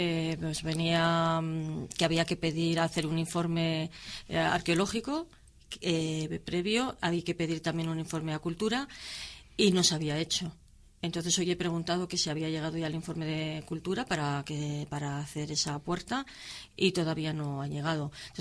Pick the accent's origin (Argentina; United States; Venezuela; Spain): Spain; Laredo, Cantabria; los que somos de Laredo paguemos menos